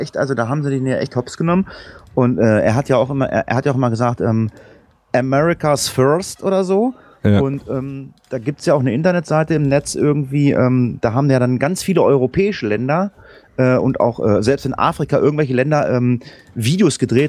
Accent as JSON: {"language": "German", "region": "Lower Saxony", "country": "Germany", "said": "also ich komme jetzt aus Niedersachsen."}